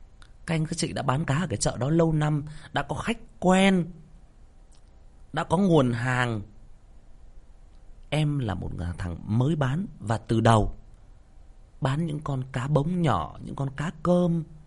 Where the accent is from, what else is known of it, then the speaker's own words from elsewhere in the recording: Northern Vietnam, Vietnam; em là một người miền Bắc chuẩn. Nếu mà nói theo cái cách nó hơi thô tục hơn nữa thì em là Bắc Kỳ chuẩn.